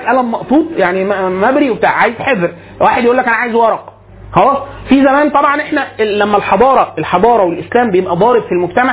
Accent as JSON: {"language": "Arabic", "country": "Egypt", "said": "حالة من البذخ عندنا في مصر معانا فلوس كتير جدا"}